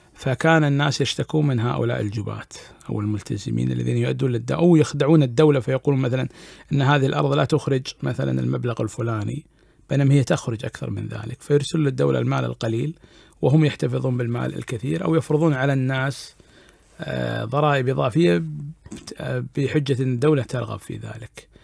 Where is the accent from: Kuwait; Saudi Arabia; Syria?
Kuwait; موجودة عندنا في الكويت وعندنا موجودة أعتقد في الخليج اللي هو السربوتي